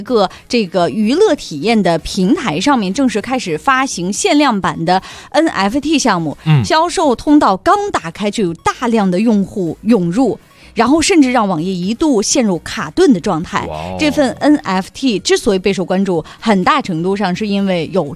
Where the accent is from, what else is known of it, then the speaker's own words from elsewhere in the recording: Handan, Hebei, China; 我自从来了北京告诉大家我是邯郸人之后